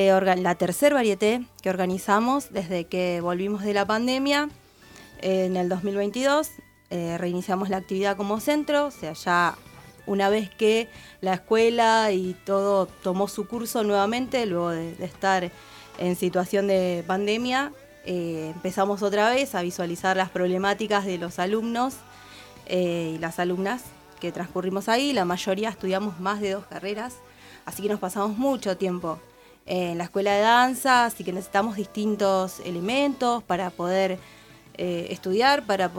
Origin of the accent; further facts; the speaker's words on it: Punta Alta, Buenos Aires Province, Argentina; Yo vengo desde Punta Alta